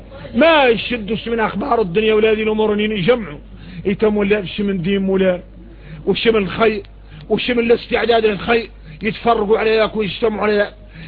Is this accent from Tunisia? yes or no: no; Mauritania; ونقوم احنا موريتاني فينا الروق.